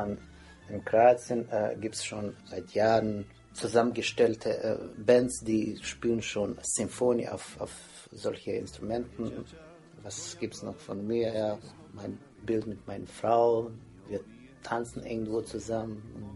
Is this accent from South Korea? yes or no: no; Bosnia & Herzegovina; German is a second language; und ich bin auch aus Bosnien und Herzegowina